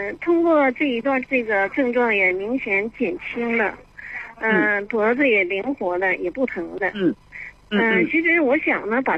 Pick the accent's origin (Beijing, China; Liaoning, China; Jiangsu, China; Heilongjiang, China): Liaoning, China; Shenyang; 我是来自沈阳的，辽宁沈阳